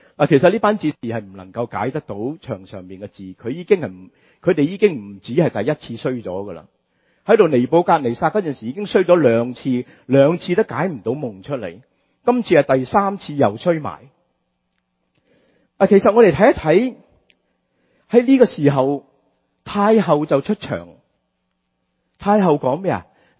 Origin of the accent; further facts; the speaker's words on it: Hong Kong; 我們香港人喜歡說人家沒有腰骨，是吧？